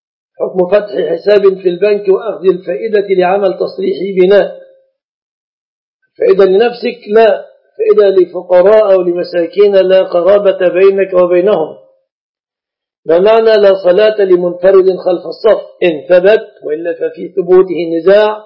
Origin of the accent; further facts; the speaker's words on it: Egypt; يعني صندرة النساء كما عندنا في مصر